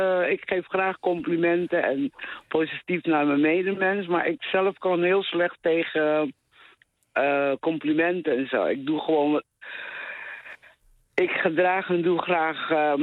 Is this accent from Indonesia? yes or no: yes; West Papua, Indonesia; born there; Dutch is a second language; Nou, ik ben geboren op het grote eiland West-Papua.